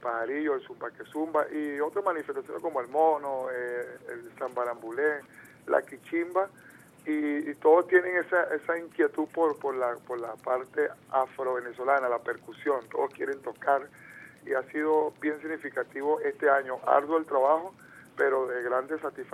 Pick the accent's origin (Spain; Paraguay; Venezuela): Venezuela; ese acervo cultural que nos identifica verdaderamente como venezolanos, que amamos a esta patria llamada Venezuela.